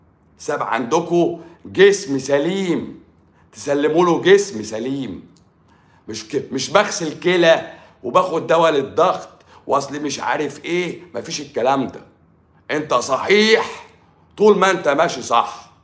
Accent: Morocco; وخلي بالكم انا طبيب من المغرب

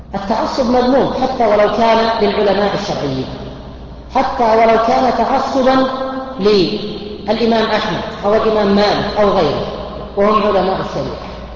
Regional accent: Buraidah, Al-Qassim, Saudi Arabia; وهذا ليس في الشرق أو الغرب، عندنا في بريده

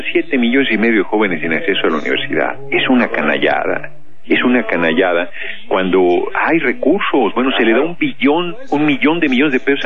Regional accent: Tlalnepantla, State of Mexico, Mexico; Tlalnepantla, en el Estado de México. Yo nací en el DF, pero muy chicos, nos fuimos a la zona conurbada

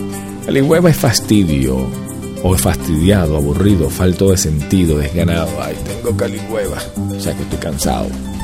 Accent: Venezuela; aquí en Venezuela, chicos, somos machos, carajo.

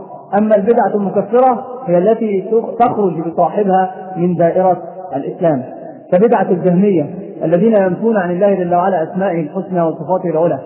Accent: Egypt; النساء عندنا في مصر عندهم خميس رجب لابد أن يصام

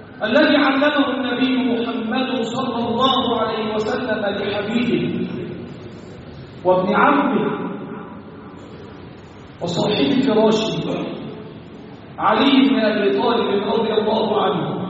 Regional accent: Egypt; اللهم احفظ بلدنا مصر وسائر بلاد المسلمين.

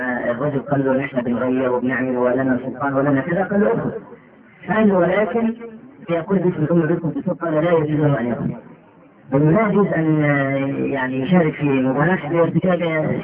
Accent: Egypt; تختلف يعني مثلا عندنا في مصر دخول البرلمان لا قيمه له

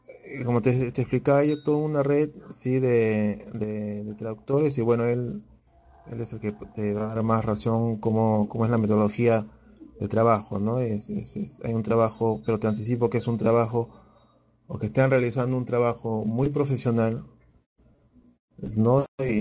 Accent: Peru; Y como peruanos debemos estar unidos, ¿no?

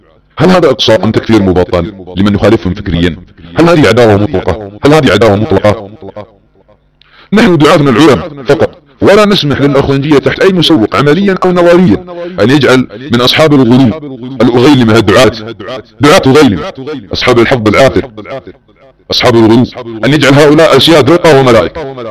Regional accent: Saudi Arabia; أبناء وطني في المملكة العربية السعودية وتدور على بلادنا السعودية

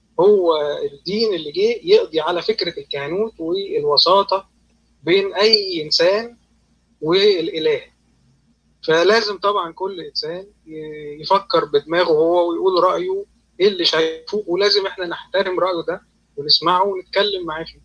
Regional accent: Alexandria, Alexandria Governorate, Egypt; أنا اسكندراني يا جماعة

